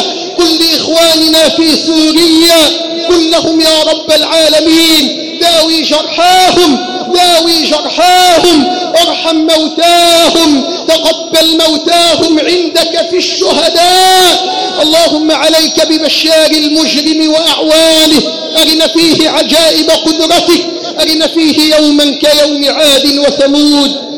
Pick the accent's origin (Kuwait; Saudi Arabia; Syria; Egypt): Egypt; اللهم ارزق بلدنا مصر حاكما ربانيا صالحا